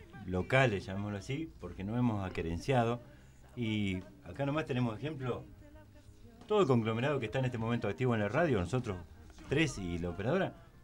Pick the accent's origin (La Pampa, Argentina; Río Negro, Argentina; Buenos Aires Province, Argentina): Buenos Aires Province, Argentina; Pigüé; Son arraigos así de pueblo, que uno no se lo saca nunca encima, donde ha nacido. Yo soy de Pigüé y...